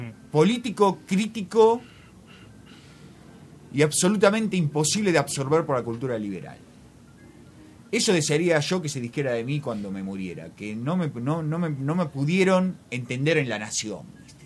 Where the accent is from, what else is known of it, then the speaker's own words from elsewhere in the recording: Argentina; como soy un escritor argentino